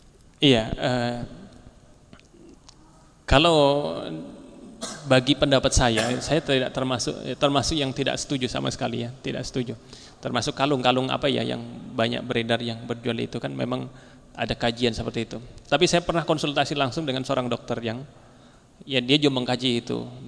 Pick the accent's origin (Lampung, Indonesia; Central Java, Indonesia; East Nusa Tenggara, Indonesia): Central Java, Indonesia; Banyumas; Bahkan kalau di daerah saya, ya, di daerah Banyumas itu ditambah lagi dengan pisang, satu tandan pisang di atas itu.